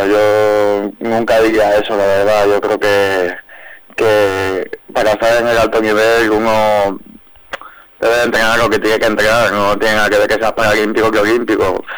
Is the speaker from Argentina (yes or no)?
no; Valencia, Valencian Community, Spain; No, soy de Valencia, ahí hay una equivocación, todo el mundo se piensa que soy de Alicante, pero soy valenciano.